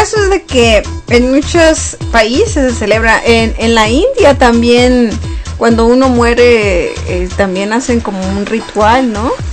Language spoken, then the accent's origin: Spanish; Mexico; obviamente los tres somos mexicanos y conocemos de la cultura mexicana